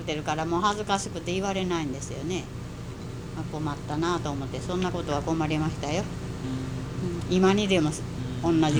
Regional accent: Wakayama, Japan; 和歌山県の人がたくさんいますから、うん、和歌山から来たって言って

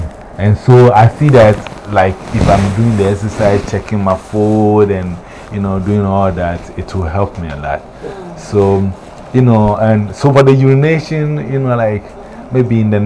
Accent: Ghana; moved away; ever since I came from Ghana, the closest I have drank was it's juice.

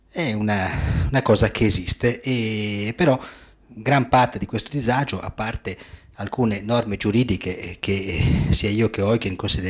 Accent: Albenga, Liguria, Italy; born there; io sono italiano, sono nato ad Albenga, in provincia di Savona, sono ligure, no? Sono un compaesano di Mazzini e di Garibaldi

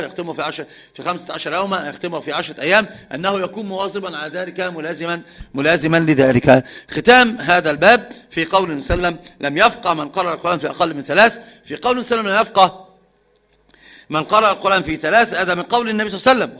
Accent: Egypt; وهذا القراء عندنا في مصر كثير ما يفعلون ذلك

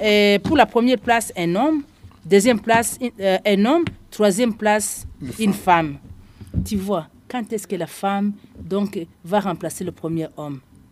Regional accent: Ngozi, Ngozi Province, Burundi; si moi, je suis de Ngozi, j'ai été élue dans la province de Ngozi.

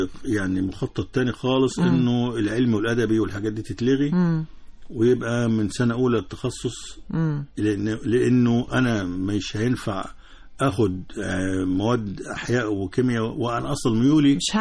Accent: Egypt; عندنا في مصر 62,000 مدرسة رقم خرافة 62,000 مدرسة

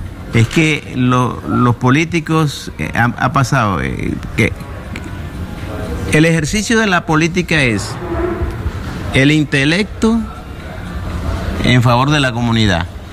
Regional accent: Colombia; Hay dificultades lamentables en mi país en este momento. Pero yo espero que se subsanen lo más pronto posible, porque los colombianos somos gente de alegría.

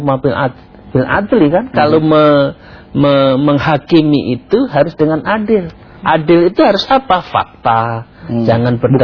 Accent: Java, Indonesia; maaf saya orang Jawa mengatakan.

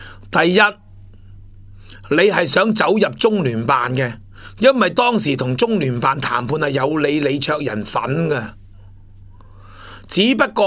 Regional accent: Hong Kong; 我哋香港人未面对过

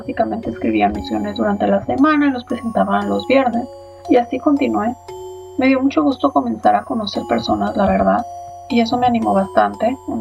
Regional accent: Tijuana, Baja California, Mexico; soy originaria de Tijuana.

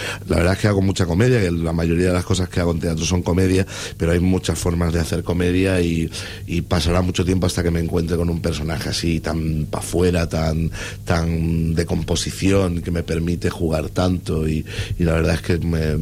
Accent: Andalusia, Spain; yo soy de Andalucía y podría decir que la Feria de Málaga, que es maravillosa

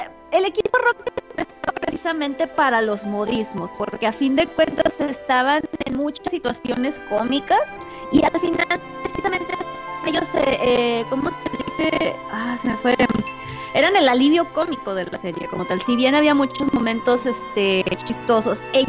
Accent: northern Mexico, Mexico; De que yo, bueno, Pinkstar y yo somos del norte de México, del norte de la República.

